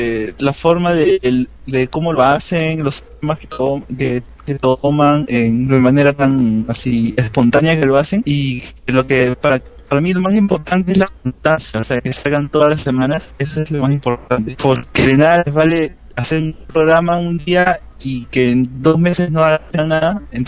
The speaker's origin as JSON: {"language": "Spanish", "country": "Peru", "moved": "yes", "lives_now": "United States", "said": "Soy de Perú."}